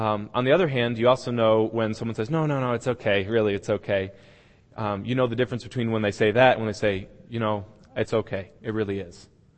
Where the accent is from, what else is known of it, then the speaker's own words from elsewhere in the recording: Hartford, Connecticut, United States; born there; I was born in New England, which is the northeastern section of the United States. I was born in Hartford, Connecticut.